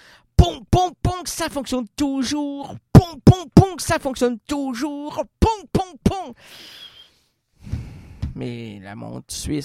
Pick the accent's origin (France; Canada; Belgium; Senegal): Canada; Quebec; Saviez-vous que moi, je suis un Québécois?